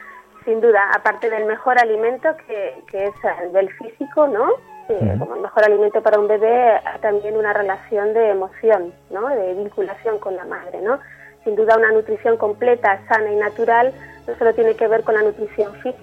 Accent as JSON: {"language": "Spanish", "town": "Pamplona", "region": "Navarre", "country": "Spain", "said": "Pues justo estoy en unos días pasando con mi familia y soy de Navarra, de Pamplona."}